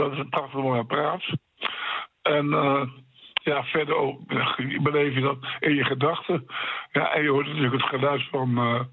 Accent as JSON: {"language": "Dutch", "town": "Gouda", "region": "South Holland", "country": "Netherlands", "said": "Ik kom uit Gouda. Ik zit in een bezorgingshuis."}